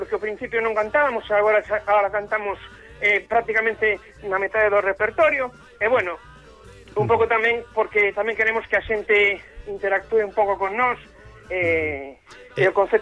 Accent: A Coruña, Galicia, Spain; porque o grupo nos agora mesmo todos somos da Coruña.

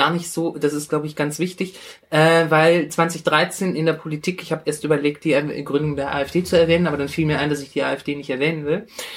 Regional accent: Iran; Genau, wir sind Perser, wir sind ein stolzes Volk.

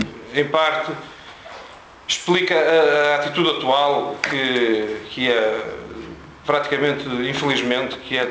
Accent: Braga, Norte, Portugal; eu sou de Braga, trabalho em Tomar.

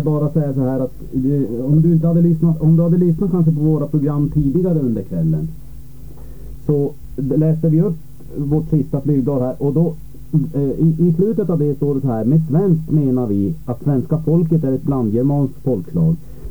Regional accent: Norrland, Sweden; jag är själv norrlänning, så att jag känner väl till det där

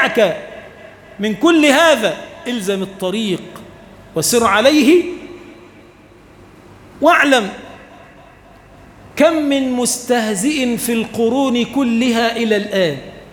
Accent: Egypt; اللهم اجعل بلدنا مصر بلدا آمنا مطمئنا

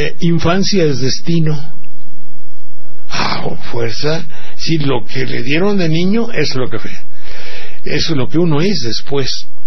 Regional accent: Banderilla, Veracruz, Mexico; Luego, mi pueblo de Banderilla. Todo eso forma aquí las gentes de mi pueblo, cómo me arroparon, me despreciaron o no, me hicieron y todo

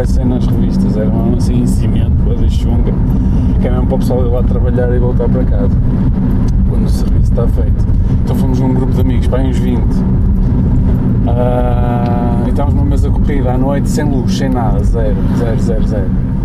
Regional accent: Marco de Canaveses, Porto, Portugal; É no Mar de Canaveses. Onde eu cresci.

